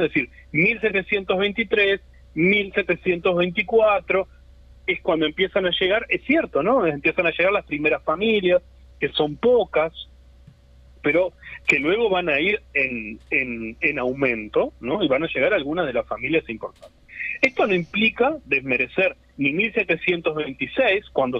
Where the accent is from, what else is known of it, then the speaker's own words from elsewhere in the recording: Montevideo, Uruguay; somos montevideanos o somos uruguayos, y por eso polemizamos sobre Montevideo